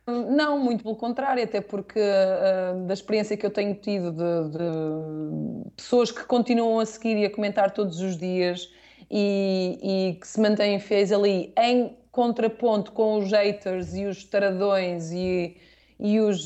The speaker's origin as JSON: {"language": "Portuguese", "town": "Oliveira de Azeméis", "region": "Aveiro", "country": "Portugal", "said": "Porque não te esqueças que eu sou da Oliveira das Meias e nós não íamos a Badajoz, nós íamos a Tui e a Vigo."}